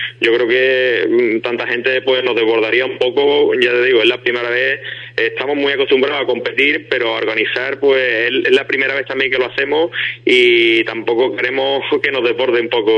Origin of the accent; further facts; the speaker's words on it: Ubrique, Andalusia, Spain; porque es mi tierra y tenía bastante ganas de que se organizara allí un evento